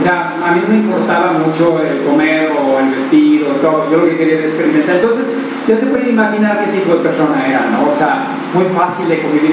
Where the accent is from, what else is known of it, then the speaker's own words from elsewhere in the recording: Tlaquepaque, Jalisco, Mexico; born there; Yo nací en Tlaquepaque, Jalisco, la capital del mundo.